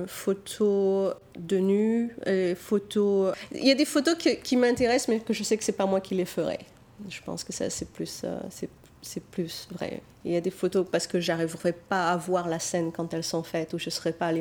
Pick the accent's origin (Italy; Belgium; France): France; Nice, Provence-Alpes-Côte d'Azur; now in United States; j'ai grandi à Nice, en fait, dans les Alpes-Maritimes, dans la montagne, dans un petit village dans l'arrière-pays niçois. Et je suis venue aux États-Unis en 91, donc ça fait plus de 20 ans maintenant que j'habite ici.